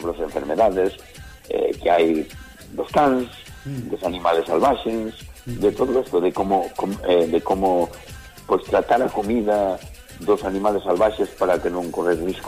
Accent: Lobios, Galicia, Spain; o resto somos todos de Lobios, do Concello de Lobios, vale?

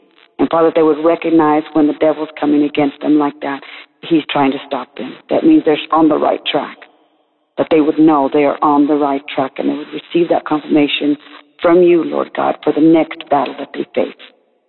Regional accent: Amarillo, Texas, United States; I'm from Amarillo, Texas.

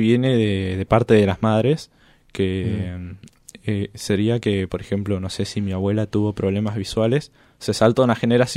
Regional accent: Chile; born there; Yo nací en Chile y cuando cumplí 4 años tuve mucha fiebre

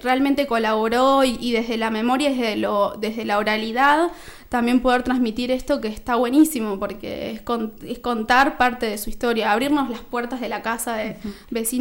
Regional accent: Buenos Aires, Argentina; Yo vengo de la provincia de Buenos Aires, uh-huh. del conurbano

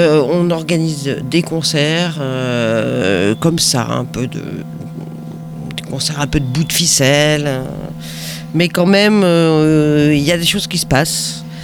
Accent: Lyon, Auvergne-Rhône-Alpes, France; also born or lived in Grenoble; Je suis née à Lyon, d'ailleurs même. J'ai donc été enfant à Lyon, et puis jeune adulte, et adolescente avant, à Grenoble.

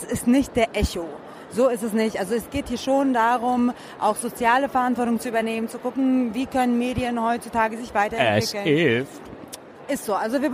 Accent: Uzbekistan; Ich hoffe, ich finde auch den Stand von Usbekistan, meine Heimat.

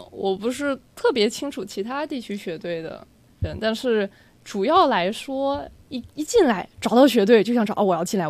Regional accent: South China, China; 包括其实我也是南方人假的哈

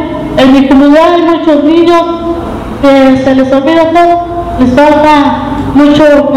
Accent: San Luis de la Paz, Guanajuato, Mexico; vengo del municipio de San Luis de la Paz

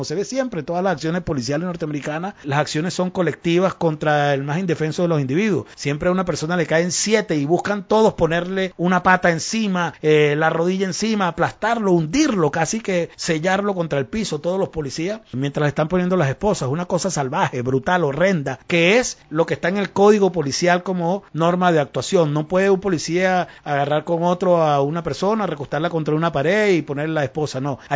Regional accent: Venezuela; Yo como venezolano no lo entiendo

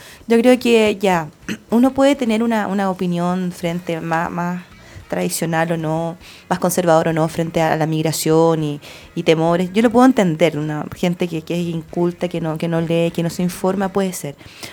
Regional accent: Chile; Y ahora como los chilenos aspiracionales no queremos estar en el colegio con número

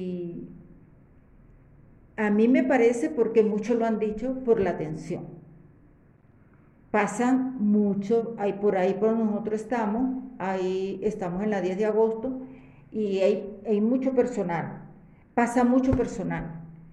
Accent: Colombia; Yo no tengo por qué decir que soy venezolana, porque no soy venezolana, soy colombiana.

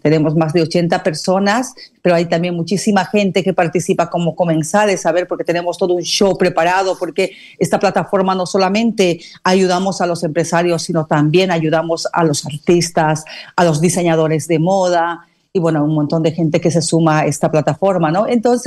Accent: Bolivia; moved away as an adult; now in Barcelona, Spain; nacionalidad boliviana, ya radico aquí en la ciudad de Barcelona por lo menos unos 18 años. Y años atrás en mi país yo había hecho unos premios también parecidos a estos.

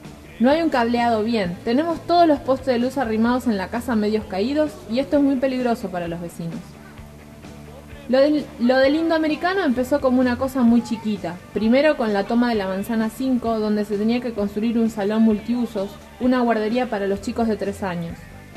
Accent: Paraguay; Yo soy paraguaya.

